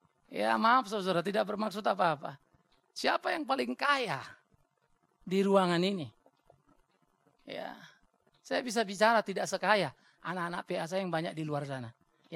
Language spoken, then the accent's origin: Indonesian; North Sumatra, Indonesia; Apalagi saya orang Batak.